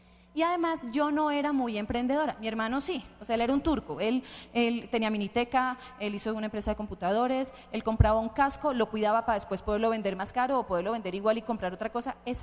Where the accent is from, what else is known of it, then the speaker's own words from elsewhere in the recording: Bogotá, Colombia; yo soy de aquí de Bogotá.